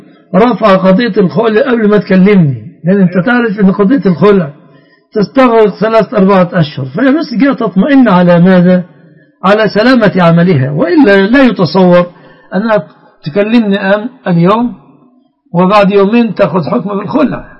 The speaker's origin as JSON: {"language": "Arabic", "country": "Egypt", "said": "بلادنا مصر"}